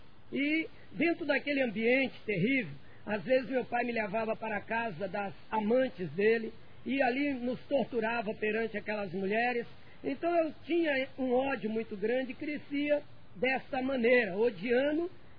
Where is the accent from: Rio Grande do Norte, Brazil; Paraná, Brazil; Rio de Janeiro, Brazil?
Rio de Janeiro, Brazil; Eu sou natural do Rio de Janeiro … eu sou de uma família pobre lá do Rio de Janeiro, da Baixada Fluminense